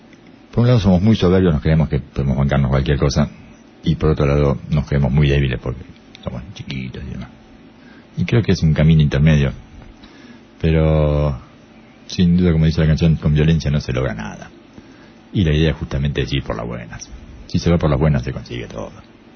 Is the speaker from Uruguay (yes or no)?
yes; Uruguay; Y hay veces que me zarpo y me entra el uruguayo